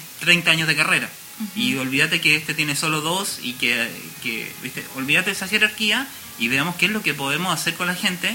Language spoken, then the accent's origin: Spanish; Chile; Yo que vengo de Chile, en Chile no existen las clínicas de arte.